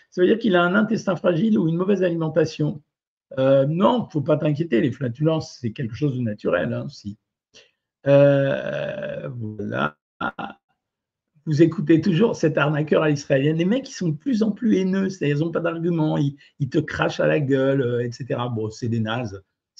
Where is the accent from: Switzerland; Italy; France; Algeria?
Algeria; born there; je sais, tu sais, je suis né en Algérie, donc je te fais pas le coup de dire que j'ai plein de copains